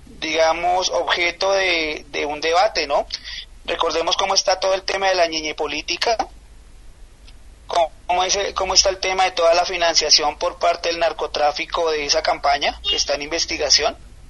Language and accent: Spanish; Colombia; como colombianos, como individuos que pertenecemos a un sector, digamos, si se me permite la palabra, progresista aquí en Colombia